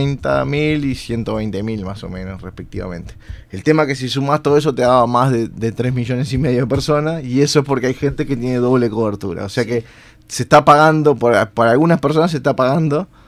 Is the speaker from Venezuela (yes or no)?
no; Uruguay; cómo somos los uruguayos?